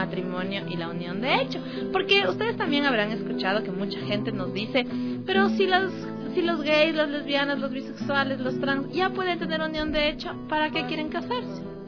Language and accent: Spanish; Ecuador; nosotros como ciudadanos ecuatorianos vivimos en una sociedad muy machista, muy patriarcal, muy heteronormada